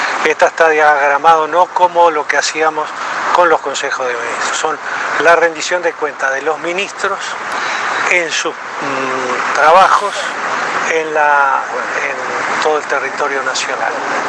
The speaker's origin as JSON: {"language": "Spanish", "country": "Uruguay", "said": "Como los uruguayos somos futboleros, y las uruguayas también, como un partido de fútbol."}